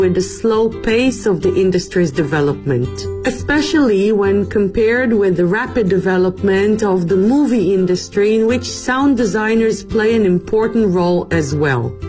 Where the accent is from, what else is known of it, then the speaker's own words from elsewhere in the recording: China; because we're coming from China, which is a KTV culture country